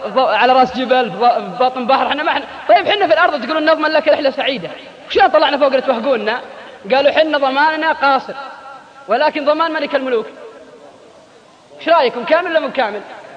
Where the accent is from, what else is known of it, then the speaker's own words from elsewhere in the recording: Al-Qassim, Saudi Arabia; تلقى الواحد عندنا في القصيم قاعد بين بريدة وعنيزة